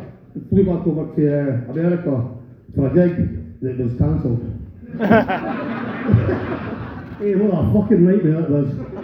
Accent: Scotland, United Kingdom; So I'm fuck off, I'm Scottish, okay, fuck off.

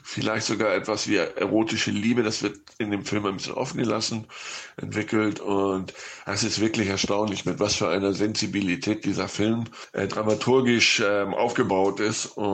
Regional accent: Hamburg, Germany; now in Spain; In Deutschland hatte er Premiere in meiner Heimatstadt in Hamburg

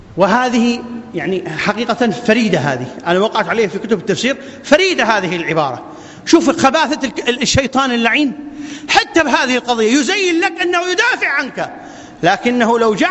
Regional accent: Iraq; أن تبسط الأمن والأمان في بلادنا العراق

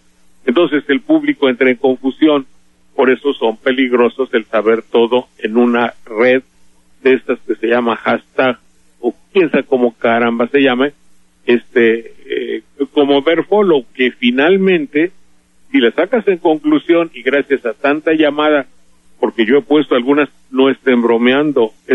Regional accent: Veracruz, Mexico; somos muchos los veracruzanos que tenemos familia allá.

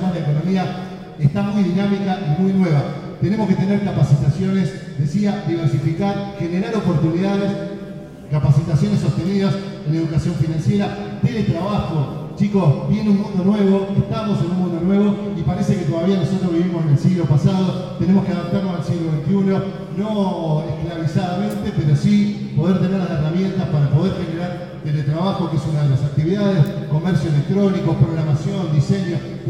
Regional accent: Paraná, Entre Ríos, Argentina; moved away; yo soy de Paraná, de Entre Ríos, vine con mi familia, construí mi familia acá, mi hija nació acá hace 14 años, 15 ya casi

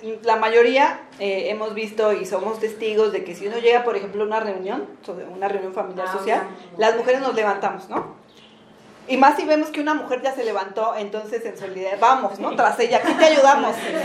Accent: Mexico; las mujeres en Latinoamérica, las mujeres mexicanas somos, después de Chile, las que tenemos una mayor proporción de tiempo destinado

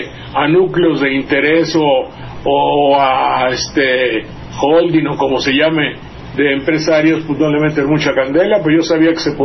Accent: Veracruz, Mexico; allá en mi tierra le dicen, a Mandería le dicen la Venecia de Veracruz, porque también cuando llueve mucho, mucho se tapa todo y se inunda.

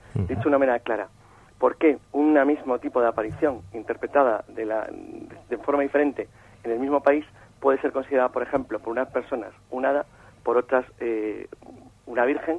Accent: Santander, Cantabria, Spain; moved away as an adult; now in Madrid, Spain; en marzo del año 90, que es cuando yo vengo de Santander a Madrid, me vengo a vivir a Madrid

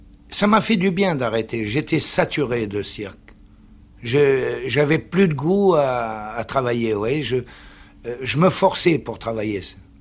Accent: Algeria; also born or lived in La Goulette, Tunisia; Moi, je suis né en Afrique du Nord parce que, justement, mon père venait juste de passer en Afrique du Nord. Et d'Italie, il est venu en Tunisie. Je suis né à la Goulette, mais j'ai été élevé en Algérie, surtout.

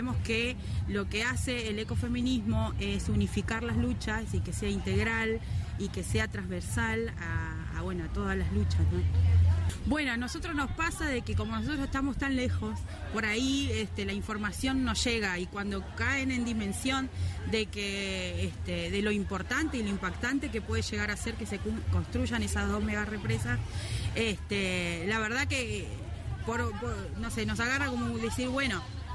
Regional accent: Río Gallegos, Santa Cruz, Argentina; soy de Santa Cruz, de Río Gallegos

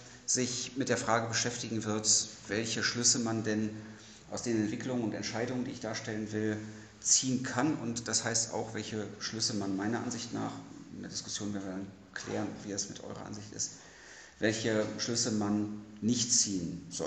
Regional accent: Hanover, Lower Saxony, Germany; now in Leipzig, Germany; ich komme ursprünglich aus Hannover, wohne jetzt in Leipzig

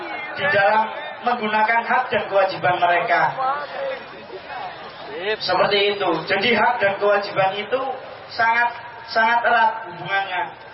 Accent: Banyumas, Central Java, Indonesia; Saya dari Banyumas, tapi saya mondok di Cilacap, Al-Iyah Ulu Masjid.

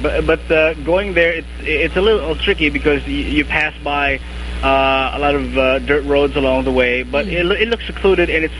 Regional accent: Manila, Metro Manila, Philippines; Basically, I grew up here in Manila, but some of the relatives are from Bacolod.

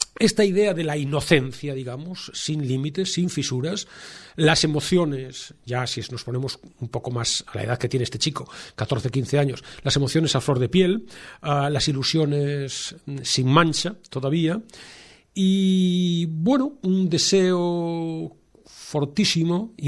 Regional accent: Vigo, Galicia, Spain; yo soy de Vigo y me recuerdo eso, la piel salada

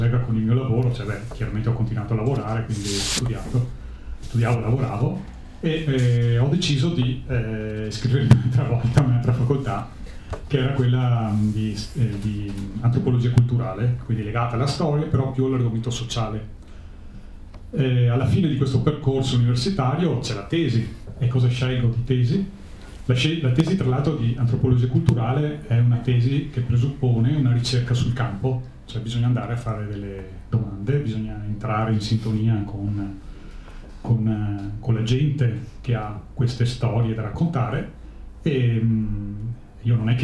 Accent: Venice, Veneto, Italy; Io vengo da Venezia, sono veneziano, però ho sposato una montanara dell'altopiano di Asiago.

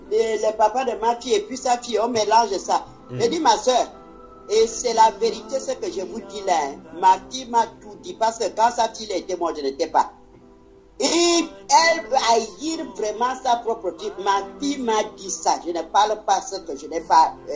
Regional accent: Libreville, Estuaire, Gabon; je suis né à Libreville centre et on a grandi à Libreville.

